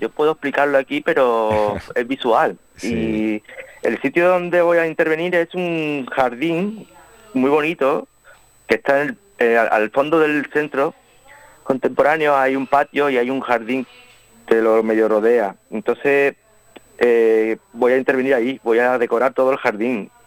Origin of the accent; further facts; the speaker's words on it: Vélez-Málaga, Andalusia, Spain; en el Centro de Arte Contemporáneo de Vélez Málaga, aquí en mi pueblo